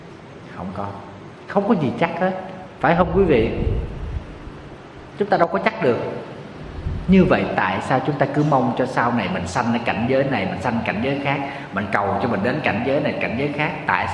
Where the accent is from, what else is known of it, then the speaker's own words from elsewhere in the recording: Southern Vietnam, Vietnam; Ở miền Nam thì mình thì lá rụng 2 lần. Quê em hay mùa mưa nắng thì lá thường nó rụng 2 lần.